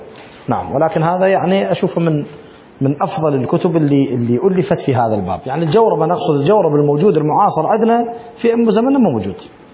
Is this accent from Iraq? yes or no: yes; Iraq; ولكن عندنا بالعراق بي ولي وبي إشهار وبي مهر